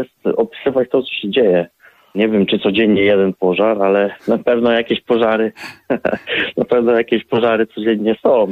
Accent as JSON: {"language": "Polish", "town": "Krzywcza", "region": "Subcarpathian Voivodeship", "country": "Poland", "tie": "born or raised there", "said": "Tak, jestem ze wsi, tutaj stąd, w Krzywczy. Tutaj się urodziłem, urodziłem się w Krzywczy, ale mieszkam w Krzywczy cały czas. I wróciłem do moich rodzinnych stron po studiach zaraz w Krakowie."}